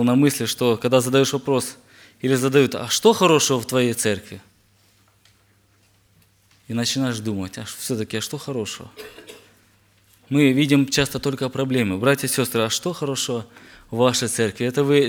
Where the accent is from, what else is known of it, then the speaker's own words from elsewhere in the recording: Zmiiv, Kharkiv Oblast, Ukraine; я с Украины, город Змеёв, Харьковской области.